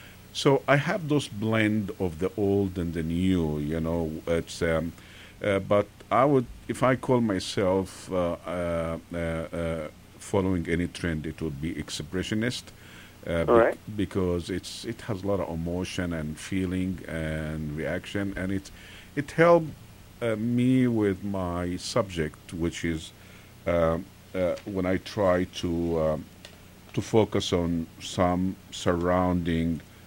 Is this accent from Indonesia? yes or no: no; Egypt; as Egyptian, I grew up in Egypt and things like that.